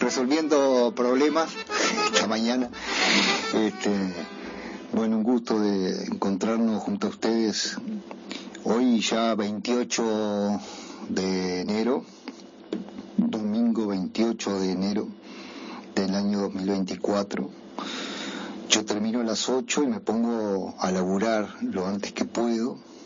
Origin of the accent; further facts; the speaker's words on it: Paysandú, Uruguay; Como saben, yo soy de Paysandú y me conozco bastante bien algunas zonas del río